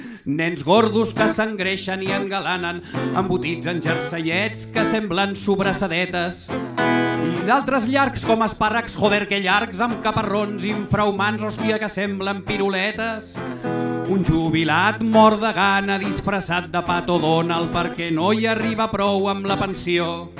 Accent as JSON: {"language": "Catalan", "town": "Cerdanyola del Vallès", "region": "Catalonia", "country": "Spain", "said": "Jo sóc de Cerdanyola. Vale? Cerdanyola és aquell lloc on els de Ripollet voldrien viure i on la gent pobra de Sant Cugat acaba vivint."}